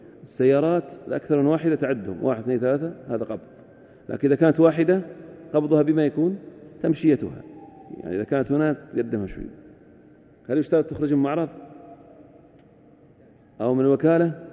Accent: Al-Ahsa, Eastern Province, Saudi Arabia; لكن العد عندنا في الأحساء

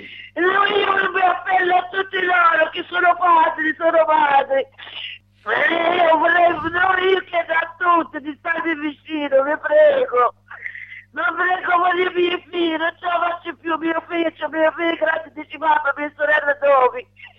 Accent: Tunisia; moved away as an adult; now in Italy; 24 anni che sono scappata dalla Tunisia, non sono tornata.

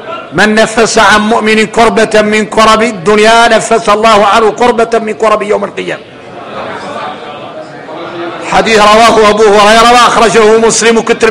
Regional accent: Mauritania; هاي قال العبارة يلا احنا موريتاني نتقيدوا بها

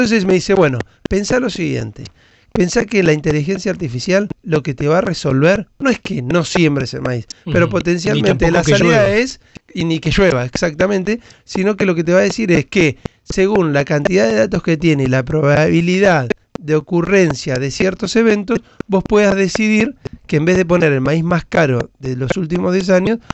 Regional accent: Argentina; Poco dato, mucha opinión, somos los argentinos.

